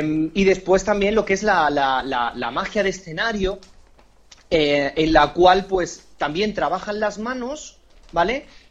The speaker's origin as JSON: {"language": "Spanish", "town": "Palma de Mallorca", "region": "Balearic Islands", "country": "Spain", "tie": "born there", "said": "yo nací en Mallorca, en Palma de Mallorca, que sabéis dónde está"}